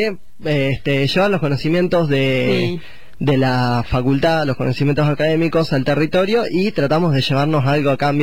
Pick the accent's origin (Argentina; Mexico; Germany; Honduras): Argentina; Neuquén; moved away; Yo igual soy de Neuquén capital, que es el desierto. Pone que tenemos un río ahí, viste, y eso es lo más pintoresco que podemos tener.